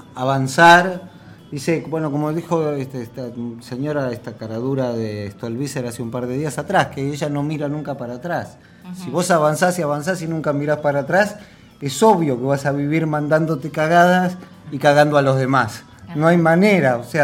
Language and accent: Spanish; Mexico; sí hay una relación de mi infancia con la muerte y tiene que ver con mi infancia en México